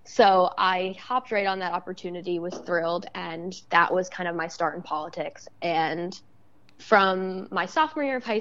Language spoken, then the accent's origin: English; Staten Island, New York, United States; I grew up in Staten Island, New York. So technically part of New York City.